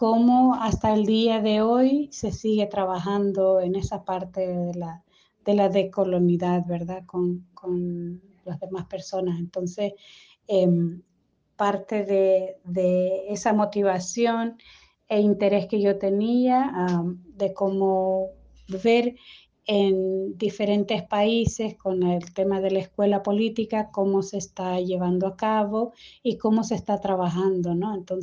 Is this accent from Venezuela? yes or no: no; El Salvador; como salvadoreña conozco relativamente poco esa memoria histórica.